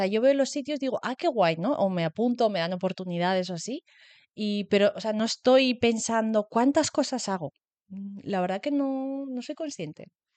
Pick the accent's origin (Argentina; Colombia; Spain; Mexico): Spain; Vitoria, Basque Country; yo soy de Vitoria y empecé allí.